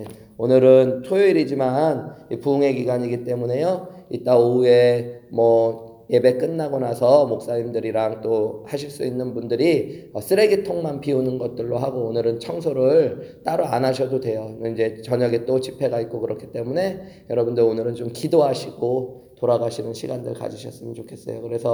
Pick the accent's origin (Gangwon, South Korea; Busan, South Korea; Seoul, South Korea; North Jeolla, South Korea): Seoul, South Korea; now in United States; 이렇게 미국에 와서 보면은 서울에서 태어나서 서울에서 살아서 농사 같은 거 잘 모르고 흙 잘 모르고 살다가 미국에 와보니까